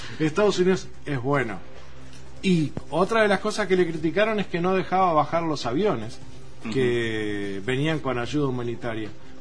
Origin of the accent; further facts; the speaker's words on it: Uruguay; nos tocó a nosotros indirectamente decir somos uruguayos, ya nos miraban con otros ojos